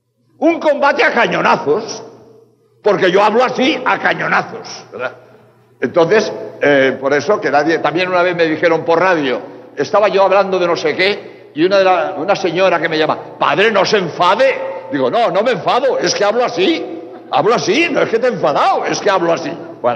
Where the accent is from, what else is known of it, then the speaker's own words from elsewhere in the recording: Spain; now in Mexico; No sé, aquí en México, en España, de donde vengo, nos machacan los medios de comunicación repitiendo a todas horas